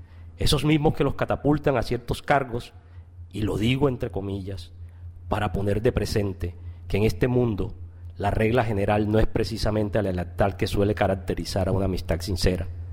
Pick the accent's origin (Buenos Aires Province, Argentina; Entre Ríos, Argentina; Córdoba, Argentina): Córdoba, Argentina; Mi tierra natal, Córdoba